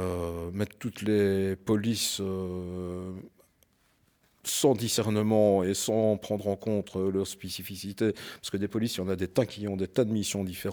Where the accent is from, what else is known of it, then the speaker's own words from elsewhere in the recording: Wallonia, Belgium; moi, je suis originaire de la région de Liège, hein, donc des Ardennes